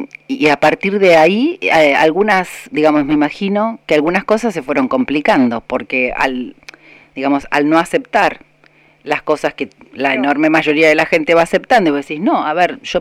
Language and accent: Spanish; La Pampa, Argentina; mirá, soy de La Pampa